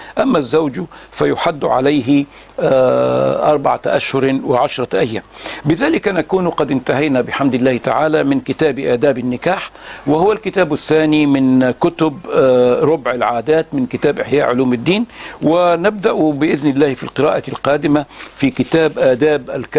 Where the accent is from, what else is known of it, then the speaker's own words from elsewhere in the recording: Egypt; في نساء بقى في بلادنا مصر